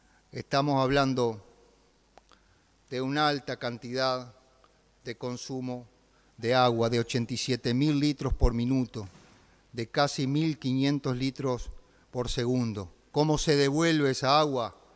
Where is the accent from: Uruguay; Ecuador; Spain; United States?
Uruguay; Paysandú; como para quienes somos de Paysandú